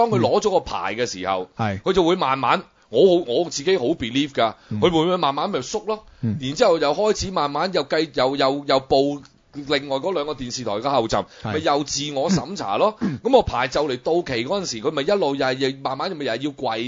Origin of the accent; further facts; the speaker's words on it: Hong Kong; 如果你作为一个土生土长嘅香港人啊，我哋叫我哋而家今日可以叫自己做旧香港人啦，